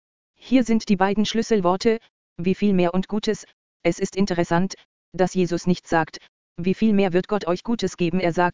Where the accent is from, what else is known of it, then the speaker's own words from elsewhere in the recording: Austria; Wir schafften es, in mein Heimatland, Österreich, zurückzutrampen.